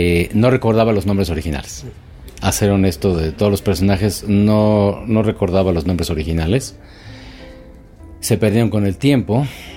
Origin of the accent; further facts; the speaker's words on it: Mexico; como los mexicanos lo somos